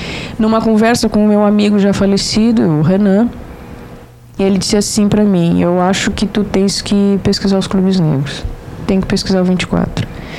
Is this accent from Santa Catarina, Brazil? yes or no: no; Jaguarão, Rio Grande do Sul, Brazil; eu sou natural de Jaguarão, então, a minha família, por parte de pai, em descendência escrava, trabalharam em fazendas em Jaguarão.